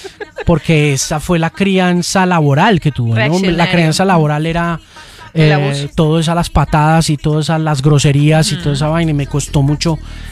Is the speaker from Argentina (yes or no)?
yes; Argentina; Me he quedado hablando así, claro, vengo de Argentina.